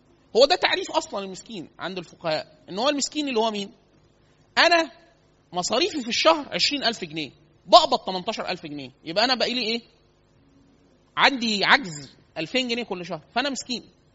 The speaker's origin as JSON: {"language": "Arabic", "region": "Upper Egypt", "country": "Egypt", "said": "إحنا عندنا في الصعيد كتير سوق الخضار، فسوق كبيرة جدا"}